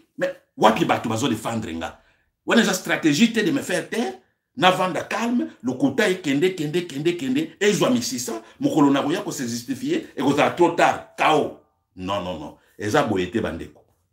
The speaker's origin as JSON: {"language": "French", "country": "DR Congo", "said": "je suis congolais, j'ai le droit de parler."}